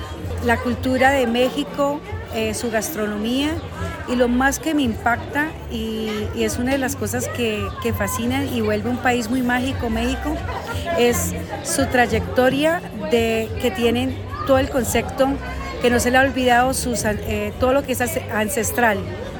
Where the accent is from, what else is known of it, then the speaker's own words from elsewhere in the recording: Marsella, Risaralda, Colombia; soy de Colombia, vengo del departamento de Risaralda y del municipio de Marsella. Soy cacaocultora